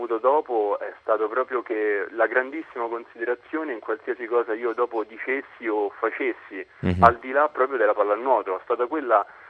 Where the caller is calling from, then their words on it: Monte San Vito, Marche, Italy; Siamo a Monte San Vito, che è in provincia di Ancona, un piccolo paese sperduto nella campagna marchigiana.